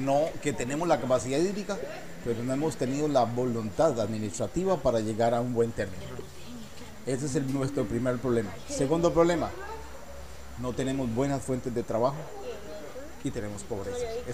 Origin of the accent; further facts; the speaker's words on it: Guápiles, Limón, Costa Rica; born there; nací en Guaples